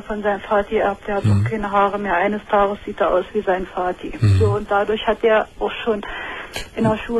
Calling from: Saxony-Anhalt, Germany; Nee, das gibt's bei uns in Sachsen-Anhalt gar nicht mehr.

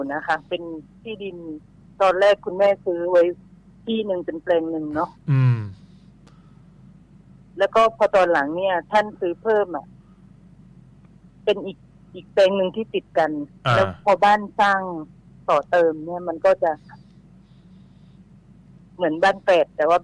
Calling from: Bangkok, Thailand; โทรจากหน้ารามคำแหง

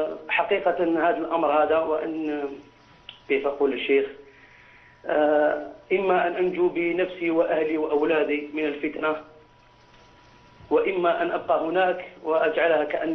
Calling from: France; من فرنسا، مقيم في فرنسا من حوالي 17 سنة تقريبا.

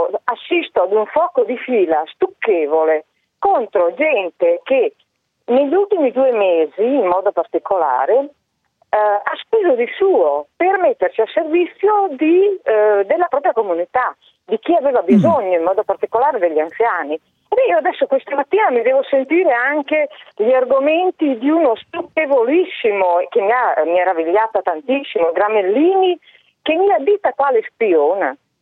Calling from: Codigoro, Emilia-Romagna, Italy; Sono della Bassa Ferrarese.

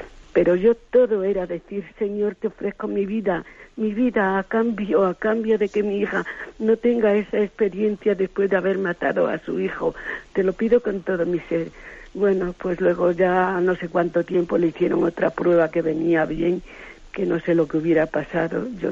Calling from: Madrid, Community of Madrid, Spain; Soy de Madrid, no le voy a decir mi nombre.

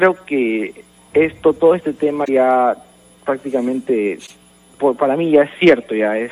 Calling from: Villa El Salvador, Lima, Peru; De Villa El Salvador.

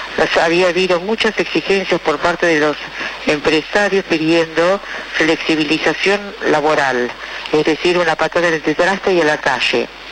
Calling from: Buenos Aires, Argentina; soy de Palermo.

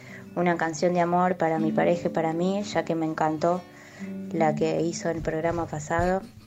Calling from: Buenos Aires, Argentina; de Villa Ortuza.

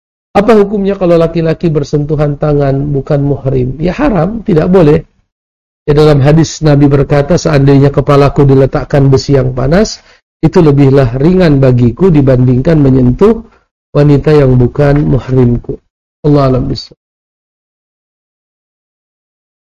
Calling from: Payakumbuh, West Sumatra, Indonesia; Saya dari Payakumbuh mau bertanya.

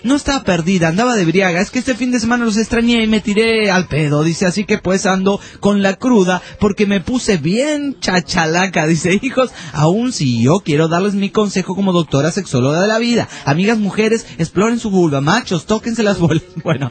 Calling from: Necochea, Buenos Aires Province, Argentina; Muy bien, acá en Necochea cagándonos de frío.

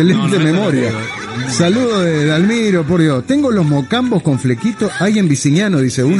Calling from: Las Piedras, Canelones, Uruguay; de las Piedras, al fin

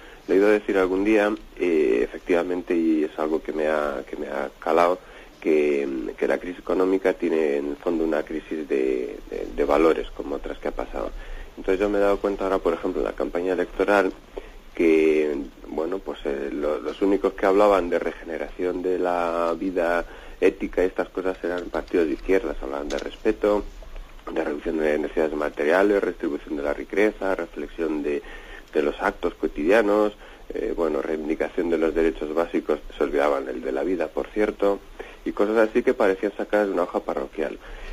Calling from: Palencia, Castile and León, Spain; de Palencia

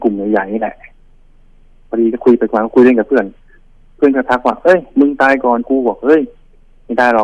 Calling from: Pak Kret, Nonthaburi, Thailand; โทรมาจากปากเกร็ด

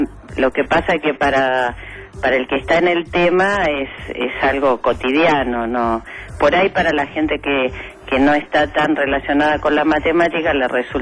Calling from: Buenos Aires, Argentina; Desde San Telmo.

